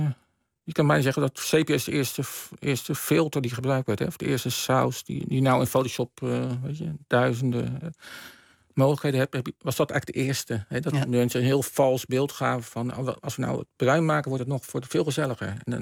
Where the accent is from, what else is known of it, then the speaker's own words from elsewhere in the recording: Rotterdam, South Holland, Netherlands; Ik kom uit Rotterdam, dus, en dat was in die tijd was het een fantastisch museum.